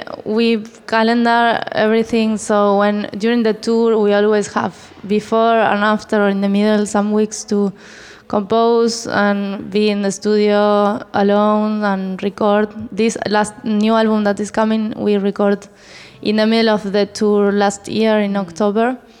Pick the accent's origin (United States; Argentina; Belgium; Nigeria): Argentina; English is a second language; We were living all together in the city. And we are all from Argentina